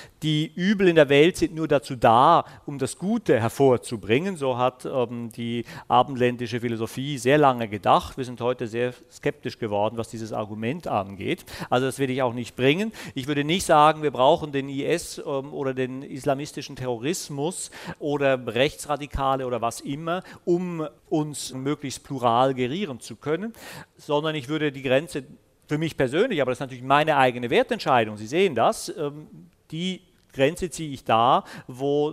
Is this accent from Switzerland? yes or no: yes; Switzerland; das sage ich jetzt als Schweizer, der seit 20 Jahren eine SVP in dem Land hat